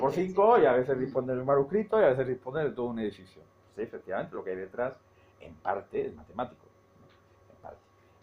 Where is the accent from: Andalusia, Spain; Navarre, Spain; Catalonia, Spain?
Andalusia, Spain; Seville; Ahí en mi tierra, en Sevilla